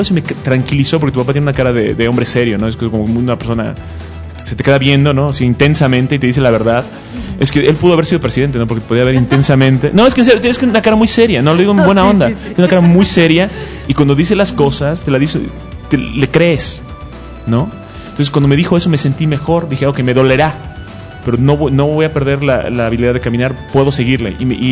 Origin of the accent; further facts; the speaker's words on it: United States; now in Mexico; como fui criado en los Estados Unidos casi, tengo un sentido del humor muy americano